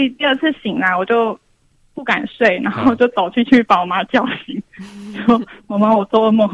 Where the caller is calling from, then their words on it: Taoyuan, Taiwan; 我是桃园的